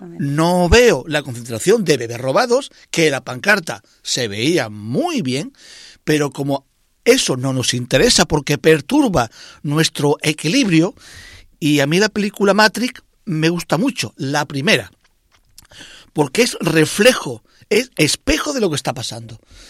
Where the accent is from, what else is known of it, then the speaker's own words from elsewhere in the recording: Spain; a ver hasta dónde somos capaces los españoles de tragar.